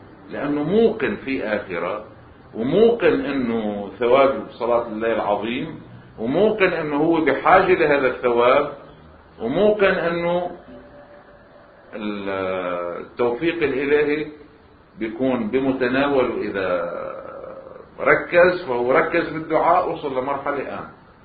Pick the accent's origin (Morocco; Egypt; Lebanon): Lebanon; على الطريقة السائدة عندنا بلبنان التسويات